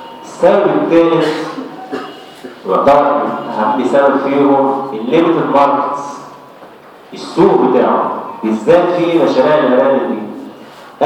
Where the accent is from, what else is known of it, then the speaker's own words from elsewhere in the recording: Egypt; الاعلانات الموجوده عندنا في مصر سلالتين اثنين